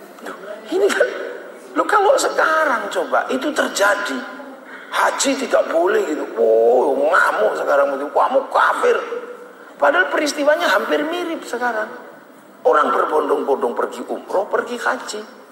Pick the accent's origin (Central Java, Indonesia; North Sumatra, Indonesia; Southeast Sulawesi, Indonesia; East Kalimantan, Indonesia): North Sumatra, Indonesia; Medan; Bapak tahu saya dari Medan.